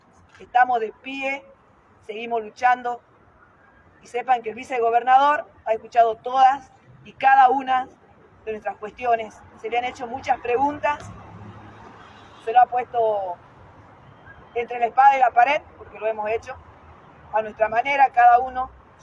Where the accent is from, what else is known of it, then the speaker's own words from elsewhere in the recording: Jujuy, Argentina; con nuestra provincia, con nosotros que somos jujeños